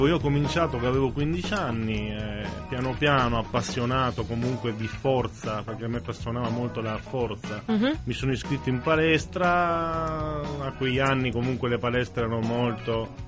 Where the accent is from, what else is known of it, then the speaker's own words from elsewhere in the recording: Trieste, Friuli-Venezia Giulia, Italy; campionato provinciale triestino, perché io sono triestino, nativo a Trieste.